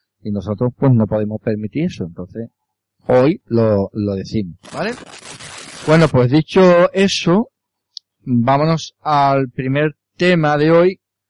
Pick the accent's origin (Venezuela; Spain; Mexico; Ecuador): Spain; Andalusia; como andaluces que somos, como podéis comprender